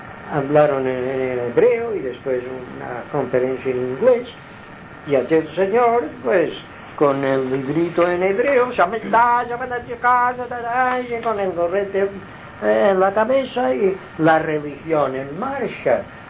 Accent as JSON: {"language": "Spanish", "region": "Balearic Islands", "country": "Spain", "said": "somos aquí de Mallorca, pero en Mallorquín, sí, en los Chuetas"}